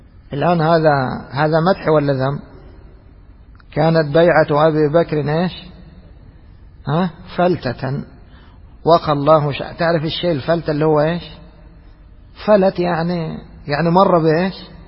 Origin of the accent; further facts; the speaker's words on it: Egypt; مثل اللي احنا نسميها عندنا في مصر الغرارة، شوال كبير